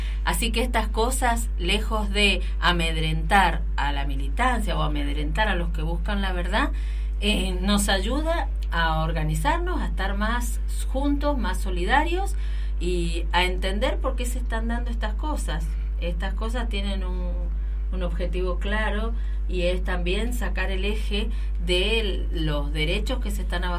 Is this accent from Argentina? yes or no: yes; Argentina; Así que orgullosísimos como argentinos, pero también como mujeres